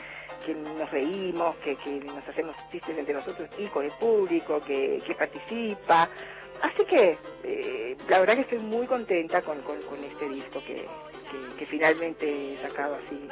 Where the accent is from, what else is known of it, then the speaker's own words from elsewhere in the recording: Costa Rica; moved away as an adult; yo nací en Costa Rica, y bueno, qué sé yo, la vida ya hasta los 18 años estuve